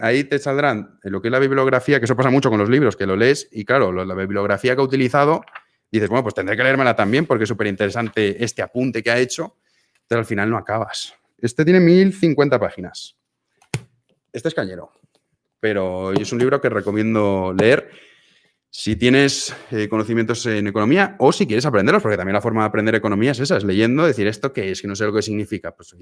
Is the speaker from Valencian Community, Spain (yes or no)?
yes; Valencia, Valencian Community, Spain; En mi caso, claro, porque soy de Valencia. Y ya está, no hablo más idiomas. Bueno, pero empecé a aprender un poco de chino.